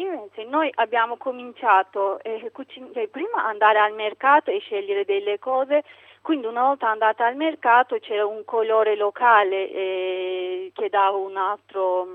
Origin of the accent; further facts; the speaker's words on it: Turkey; quando ho detto che sono turca